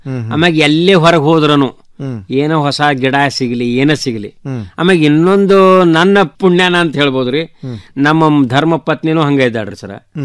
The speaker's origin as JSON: {"language": "Kannada", "town": "Kausalge", "region": "Karnataka", "country": "India", "tie": "born or raised there", "said": "ನಮ್ಮ ಊರಂತೆ ಕೌಸಲ್ಗೆ ಅಂತ ಊರದ ಸರ್."}